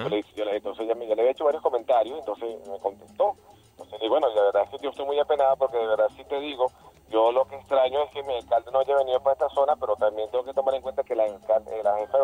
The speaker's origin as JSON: {"language": "Spanish", "town": "El Junquito", "region": "Capital District", "country": "Venezuela", "said": "Yo no soy de esta zona, pero recuerda que yo soy de Junquito."}